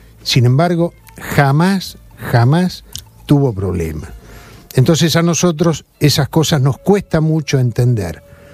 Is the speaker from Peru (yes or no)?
no; Spain; Los que somos españoles y los que no son españoles.